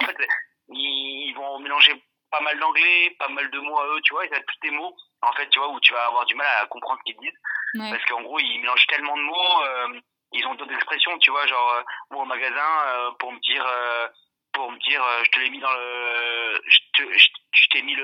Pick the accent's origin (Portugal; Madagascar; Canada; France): France; dès qu'ils sentent que je suis français, ils essaient de revenir à des termes plus génériques.